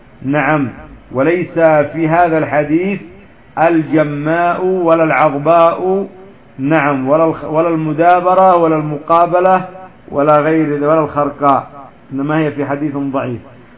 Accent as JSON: {"language": "Arabic", "country": "Yemen", "said": "هناك من الغنم ما يسمى عندنا في اليمن الجهرانية"}